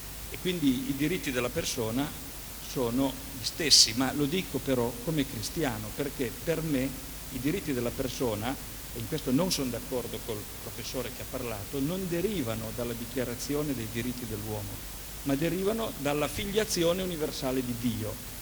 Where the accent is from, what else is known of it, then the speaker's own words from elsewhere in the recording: Turin, Piedmont, Italy; sono di Torino. Io ritengo, sono cristiano